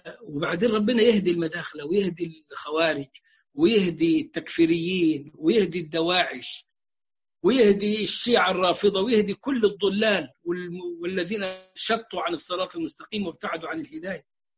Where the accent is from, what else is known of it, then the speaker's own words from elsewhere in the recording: Egypt; وعندنا في مصر انتوا عارفينهم ولا اقول لك عليهم؟